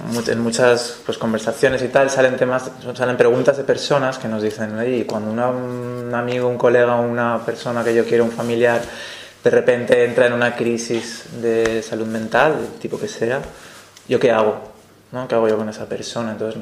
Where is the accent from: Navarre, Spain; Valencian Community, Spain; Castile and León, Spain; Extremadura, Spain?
Valencian Community, Spain; Valencia; Yo vengo de Valencia, vengo de los movimientos sociales de Valencia, sobre todo del movimiento libertario